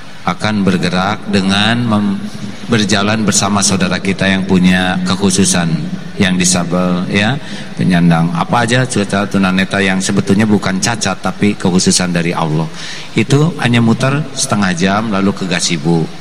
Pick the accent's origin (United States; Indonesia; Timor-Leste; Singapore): United States; born there; Indonesian is a second language; I am not milih lahir in Amerika. Saya tidak milih lahir di Amerika. Ini bukan pilihan saya lahir di Amerika.